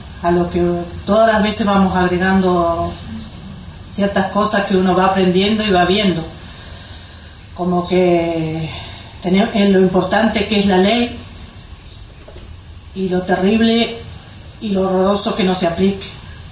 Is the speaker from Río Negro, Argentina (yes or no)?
yes; Bariloche, Río Negro, Argentina; de Bariloche